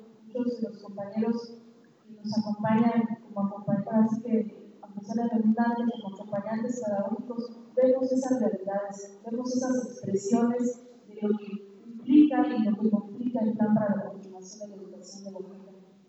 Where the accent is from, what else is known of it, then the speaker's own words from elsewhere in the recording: Oaxaca, Mexico; nosotros como oaxaqueños, como magisterio de la sesión 22